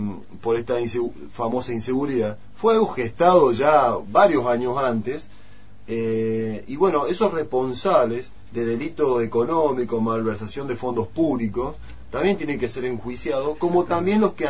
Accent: Argentina; cuál es nuestro grado de conciencia como argentinos en esta democracia

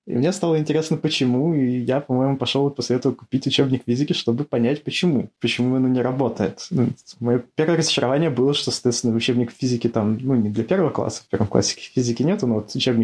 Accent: Cherepovets, Vologda Oblast, Russia; born there; also born or lived in Saint Petersburg; Я родился в Череповце, когда мне было... Ну, примерно, на самом деле, даже когда я родился, родители еще до того, как я родился, на самом деле, переехали в Питер на учебу. Мама вернулась в Череповец, как бы, меня рожать.

